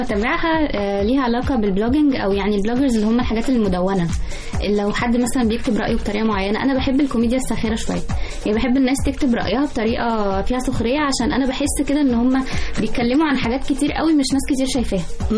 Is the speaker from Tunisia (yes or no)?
no; Egypt; موجود عندنا في مصر بقاله حبه كتير